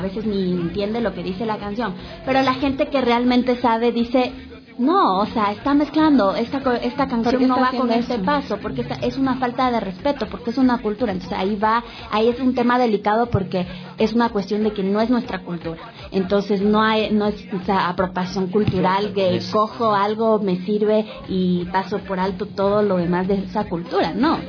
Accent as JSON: {"language": "Spanish", "country": "Ecuador", "said": "nosotros nos vamos a indignar como ecuatorianos"}